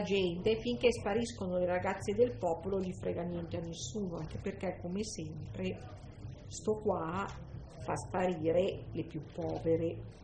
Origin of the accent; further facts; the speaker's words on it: Lombardy, Italy; Io vengo dalla Valchiavenna